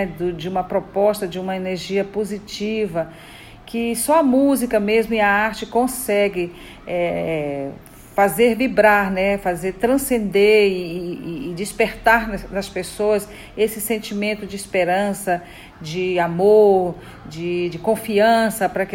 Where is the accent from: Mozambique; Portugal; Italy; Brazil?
Brazil; Maranhão; também conterrâneo, porque eu sou do Maranhão.